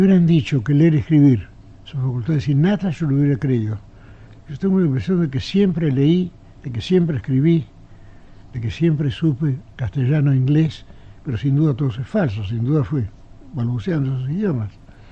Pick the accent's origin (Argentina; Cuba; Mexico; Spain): Argentina; Buenos Aires; also born or lived in Geneva, Switzerland; ya que yo soy porteño, pero soy tan ginebrino como porteño, tan montevideano como porteño, tan alorbense como porteño, tan tejano como porteño. Tengo muchas patrias y las quiero a todas.